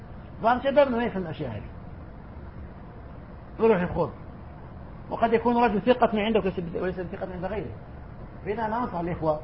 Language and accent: Arabic; Algeria; وعندنا في الجزائر أيضا كان الأمر كذلك.